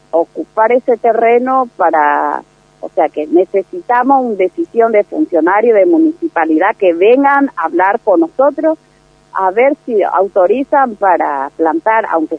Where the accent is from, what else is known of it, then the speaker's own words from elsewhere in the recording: Paraguay; now in Argentina; Nosotros somos madre paraguaya, pero tenemos hijos argentinos, tenemos 4 o 5 cada una, hijos argentinos